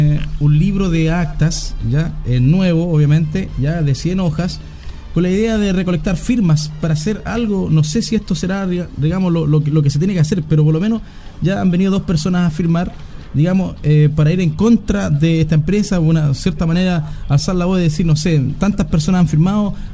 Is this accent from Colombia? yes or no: no; Cañete, Biobío, Chile; también soy de acá de Cañete, también pago mi luz